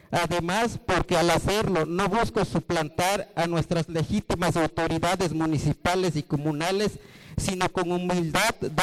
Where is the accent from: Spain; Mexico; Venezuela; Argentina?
Mexico; Santiago Apóstol, Oaxaca; soy presidente de la CUPUDA y vengo de la población de Santiago Apóstol.